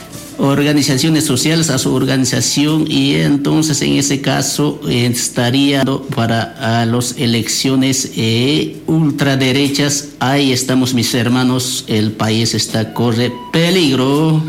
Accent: Bolivia; now in Argentina; Nosotros también somos una parte de Bolivia, que nosotros también tenemos nuestro derecho para elegir nuestro presidente.

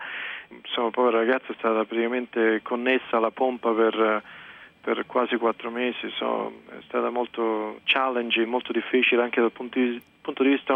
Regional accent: Rome, Lazio, Italy; moved away as an adult; now in United States; io praticamente sono nato e cresciuto a Roma, ho fatto l'università a Roma e poi mi sono, diciamo, trasferito qui per negli Stati Uniti per studiare

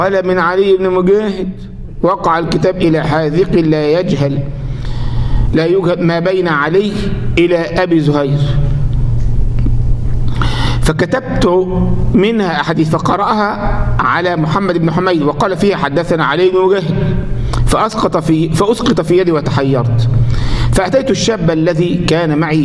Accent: Egypt; ما ده لما يجي مثلا ايه عندنا في مصر مثلا

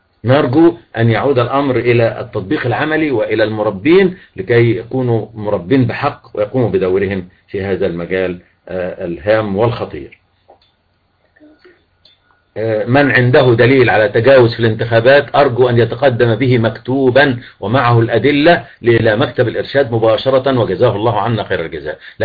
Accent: El Mahalla El Kubra, Gharbia, Egypt; born there; also born or lived in Zagazig / Beni Suef / Yemen; انا مسلم مصري اتولدت في المحلة واحب كل اهل مصر وكل وعشت في الزقازيق وعشت في بني سويف وعشت في اليمن

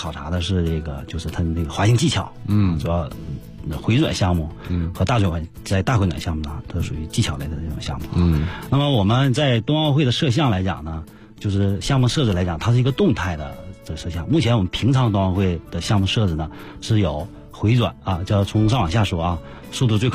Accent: Tonghua, Jilin, China; moved away as an adult; now in Beijing, China; 也就意味着我是通化人我吉林的通化人

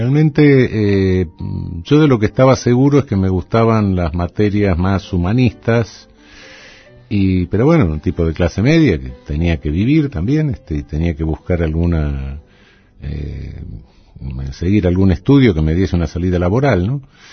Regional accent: Buenos Aires, Argentina; Me crié en Flores, nací en Paternal, pero ya a los 2 años me llevaron a Flores, cerca de Plaza Irlanda.

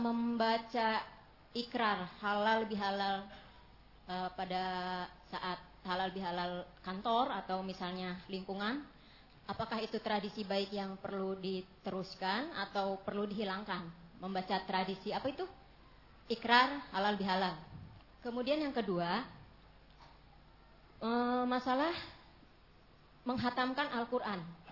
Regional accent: Karawang, West Java, Indonesia; now in Klaten, Indonesia; dari Klaten dan asalnya saya dari Karawang, daerah Sunda.

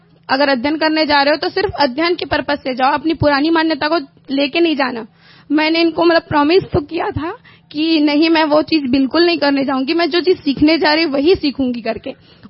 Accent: Raipur, Chhattisgarh, India; मैं रायपुर से हूँ.

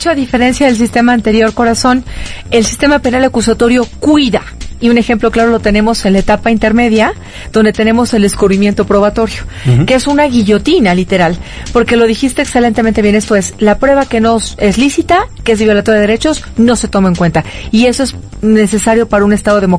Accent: Mexico; Como ciudadana mexicana, te quiero decir, corazón

